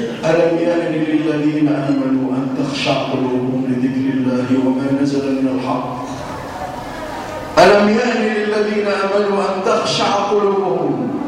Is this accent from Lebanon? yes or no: no; Egypt